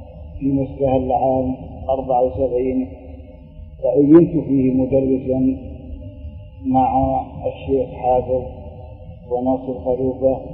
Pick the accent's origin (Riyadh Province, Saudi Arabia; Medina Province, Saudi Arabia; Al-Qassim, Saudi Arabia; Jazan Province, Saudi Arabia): Jazan Province, Saudi Arabia; Al-Najamiyah; born there; من مواليد قرية النجامية، وكانت ولادتي في آخر عام 1946